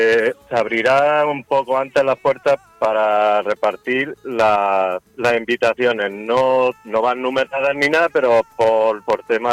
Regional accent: Granada, Andalusia, Spain; Pues yo soy de Granada

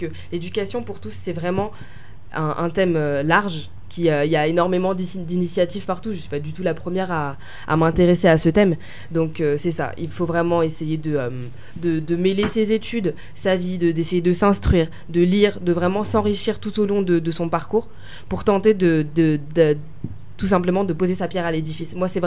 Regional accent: France; born there; first language French; Étant donné que je suis née en France, je parlais français qui était ma langue maternelle. Du coup, j'ai appris aussi quelques notions en Swahili

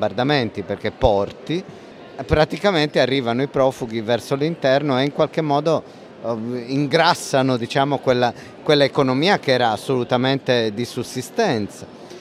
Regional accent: Sardinia, Italy; Noi, in quanto sardi, eravamo esperti di Prima Guerra Mondiale

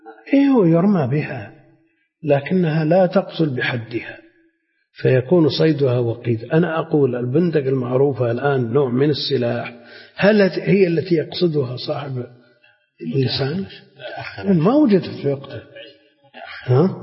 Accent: Najd, Saudi Arabia; ما يعرف عندنا في نجد مثلا

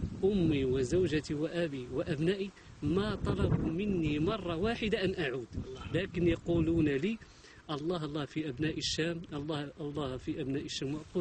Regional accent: Morocco; moved away as an adult; now in Syria; شيخ أنا مهاجر من المغرب سنة وأنا نفرت

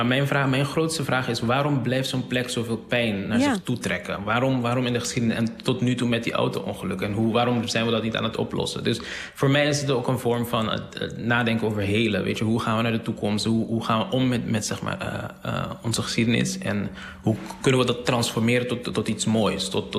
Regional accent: Curaçao; En ik ben daar opgegroeid. Of tenminste, ik ben op Curaçao opgegroeid.

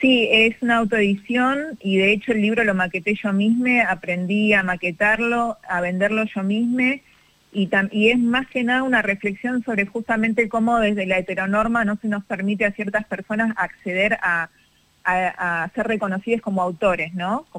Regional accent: Tigre, Buenos Aires Province, Argentina; de niña vivía en Tigre, en el partido de Tigre, y ahí eran muy importantes los carnavales en todos los barrios

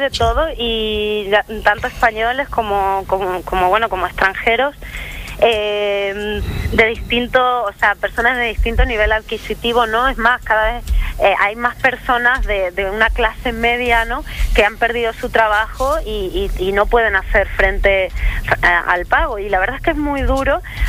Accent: Argentina; born there; Yo nací en Argentina.

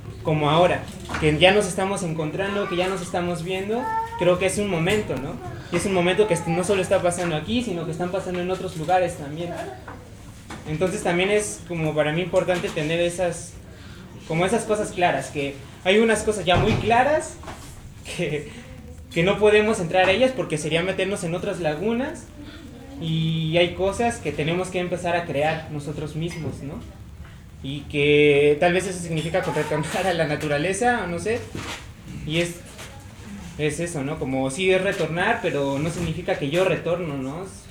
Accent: Mexico City, Mexico; Yo nací en DF, como de niño, y después me fui a la comunidad y aprendí muchas cosas de ahí, muchos valores y muchas cosas chidas, pero también era claro que no era precisamente yo de ahí, ¿no?

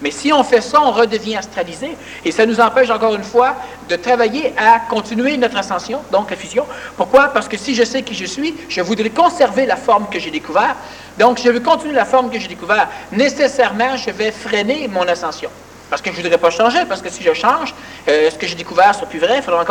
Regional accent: Quebec, Canada; Nous sommes un peuple québécois.

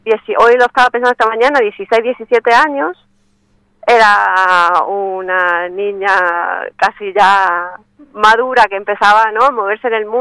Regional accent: Argentina; moved away as an adult; now in Murcia, Spain; aunque no se me note con este tono que llevo, soy argentina y vivo aquí hace ya 19 años.

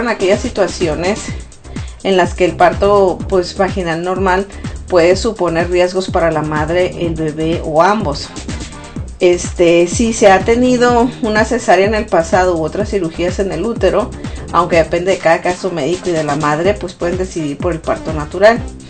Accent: Ciudad Obregón, Sonora, Mexico; en Sonora, de donde yo soy, en Ciudad Obregón y alrededores

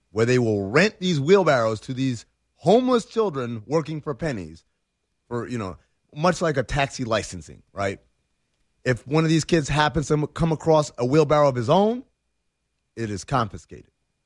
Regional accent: Sudan; So I'm from Sudan, as many of you maybe know

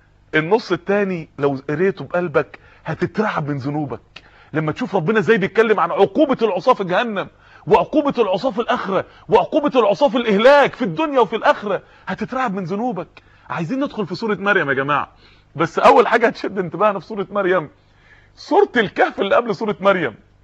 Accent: Mansoura, Dakahlia, Egypt; في بعض الناس يعني عندنا في المنصورة

